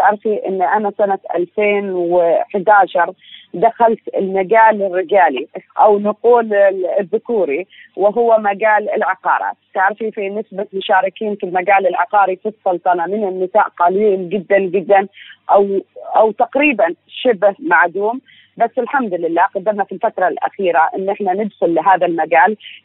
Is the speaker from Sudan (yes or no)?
no; Oman; أعشق أن أنا أشوف نجاحات شبابية تمثلني أنا كعمانية